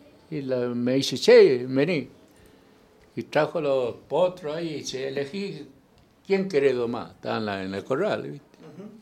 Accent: Corrientes, Argentina; No dije de qué provincia, ¿no? Nací en el 49, soy correntino.

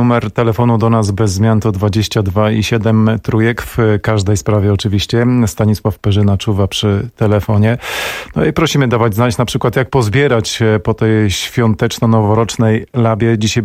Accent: Warsaw, Masovian Voivodeship, Poland; Gdy jako dziecko wychowywałem się na warszawskim Brudnie

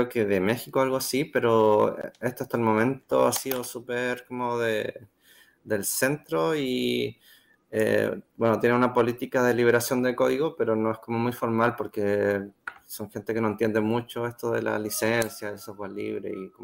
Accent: Santiago, Santiago Metropolitan, Chile; Yo soy de Chile, Santiago. Trabajo en el Centro Sismológico.

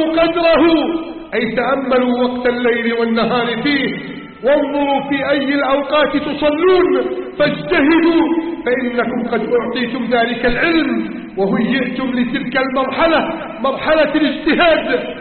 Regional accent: Egypt; اللهم احفظ بلدنا مصر من كيد الكائدين

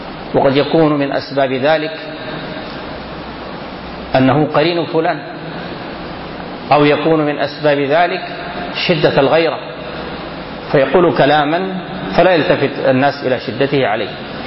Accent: Sudan; كلامنا عندنا في السودان هنا.

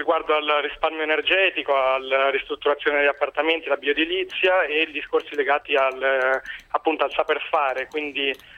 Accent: Turin, Piedmont, Italy; now in Rome, Italy; No, io vengo da Torino ma vivo a Roma da tantissimi anni.

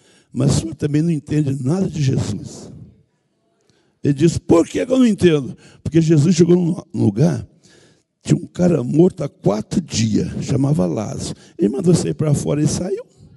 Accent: Minas Gerais, Brazil; Vim lá de Minas, um cantão longe.

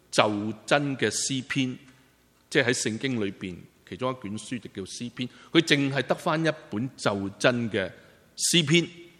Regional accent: China; 我们中国人都很现实的，是不是？

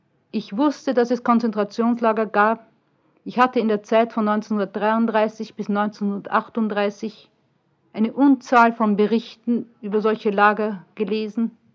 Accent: Vienna, Austria; Ich sage, aus Wien.

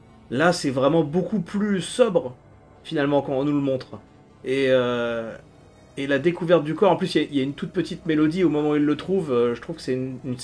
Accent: France; Déjà, chez nous, les concours de bouffe comme ça, c'est pas quelque chose de très répandu. Chez nous, en France, et même, j'irais jusqu'à dire en Europe, c'est surtout très américano-centré, ce genre de truc.

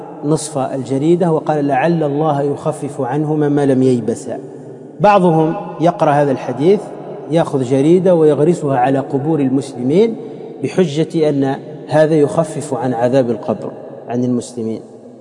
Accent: Tunisia; احنا عندنا في تونس لو واحد تحطه في توزر، تعرفوا توزر؟ يعني كلها نخيل

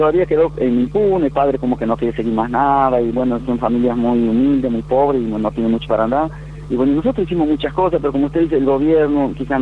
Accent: Monte Quemado, Santiago del Estero, Argentina; Sí, yo soy de Monte Quemado.

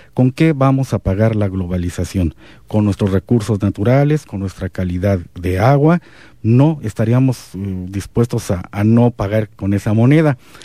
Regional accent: Comitán, Chiapas, Mexico; Y entonces se te olvida que tu centro, tu ombligo es Comitán, y que lo menos que podríamos hacer es seguir conservando esa idiosincrasia

